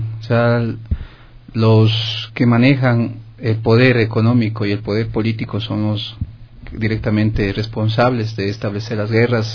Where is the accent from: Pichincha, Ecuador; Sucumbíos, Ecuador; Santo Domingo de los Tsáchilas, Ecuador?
Pichincha, Ecuador; Cayambe; En Cayambe. Esa es mi tierra.